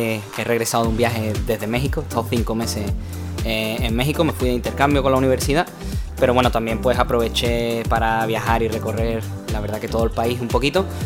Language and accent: Spanish; Seville, Andalusia, Spain; Y para alguien que viene de aquí, de Sevilla, de Gelbes, que, bueno, que realmente... es todo mucho más pequeño, todo es mucho más accesible